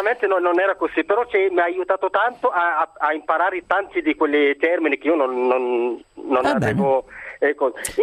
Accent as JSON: {"language": "Italian", "country": "Morocco", "second_language": "Italian", "moved": "yes", "lives_now": "Italy", "said": "Sono marocchino, ma mi ricordo quando sono arrivato in Italia, non ho mai studiato l'italiano"}